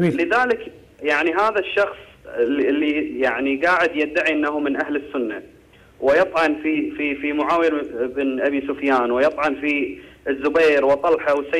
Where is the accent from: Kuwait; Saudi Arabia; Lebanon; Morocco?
Kuwait; حاولت تنصح بعض الشباب عندنا في الكويت